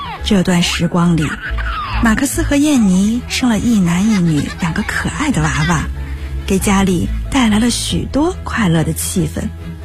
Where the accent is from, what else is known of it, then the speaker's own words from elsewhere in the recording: Northeast China, China; 我是一个爱做梦、爱哲学的东北女孩